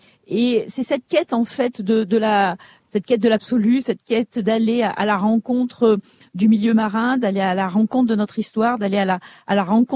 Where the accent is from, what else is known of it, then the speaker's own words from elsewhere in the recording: Saint-Raphaël, Provence-Alpes-Côte d'Azur, France; j'ai grandi à Aiguet, à côté de Saint-Raphaël, un des quartiers de Saint-Raphaël.